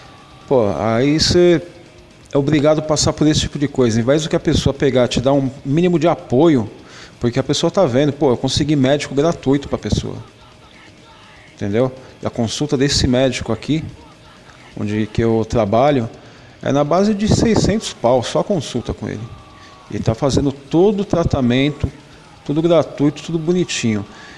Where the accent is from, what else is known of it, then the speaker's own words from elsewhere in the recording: São Paulo, Brazil; sou aqui de São Paulo, sou casado há 17 anos